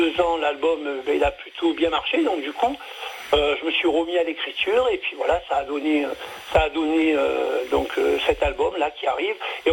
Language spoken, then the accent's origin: French; Marseille, Provence-Alpes-Côte d'Azur, France; born there; accent: Marseille; Je vis dans une petite ville qui est à 3 km de Toulon, qui est au Loul, entre Sanary et Toulon. Mais au départ, je suis originaire de Marseille, hein, je suis né là-bas.